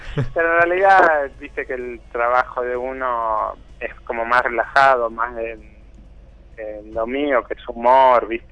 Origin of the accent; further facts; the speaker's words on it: Buenos Aires, Argentina; Yo soy de Buenos Aires.